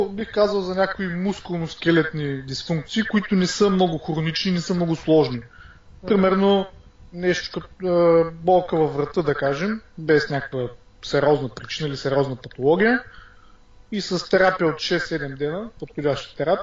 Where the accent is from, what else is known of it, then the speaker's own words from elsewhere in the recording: Varna, Varna Province, Bulgaria; От Варна съм.